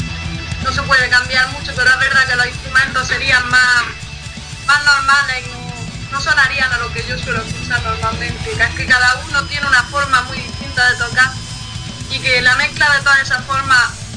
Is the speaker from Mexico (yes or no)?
no; Motril, Andalusia, Spain; Pues son dos bandas de Motril, o sea, de mi pueblo, porque eres de Salobreña, pero yo soy motrileña.